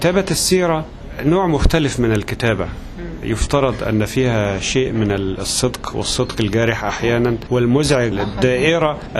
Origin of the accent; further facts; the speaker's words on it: Egypt; عندنا في مصر سيرة أخرى مهمة جدا